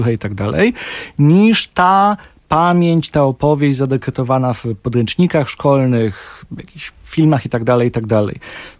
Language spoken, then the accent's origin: Polish; Gliwice, Silesian Voivodeship, Poland; also born or lived in Kraków; now in Katowice, Poland; Także festiwal jest w Bytomiu, ja mieszkam w Katowicach, pochodzę z Gliwic i tak dalej